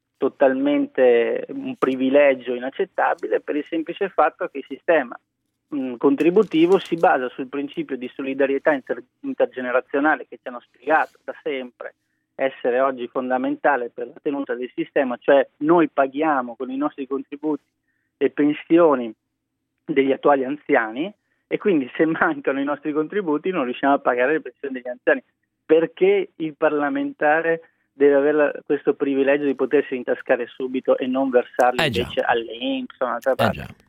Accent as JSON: {"language": "Italian", "region": "Trentino-Alto Adige", "country": "Italy", "said": "Io vengo per esempio dal Trentino, una provincia autonoma dove questo è già stato fatto."}